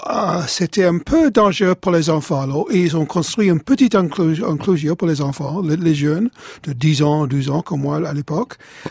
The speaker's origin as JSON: {"language": "French", "town": "Tottenham", "region": "London", "country": "United Kingdom", "tie": "born or raised there", "said": "Dans mon enfance, j'habitais en Tottenham"}